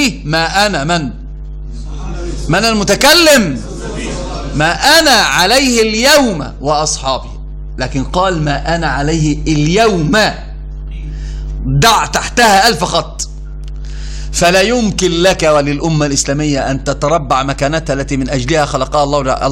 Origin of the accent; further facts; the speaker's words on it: Upper Egypt, Egypt; أنا صعيدي، عارف يعني إيش صعيدي؟